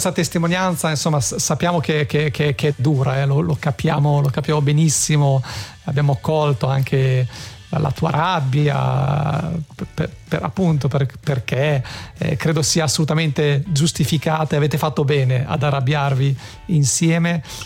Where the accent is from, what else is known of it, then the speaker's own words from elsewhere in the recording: Bologna, Emilia-Romagna, Italy; io sono di Bologna, tifo Bologna, quindi insomma è la mia città, è la mia squadra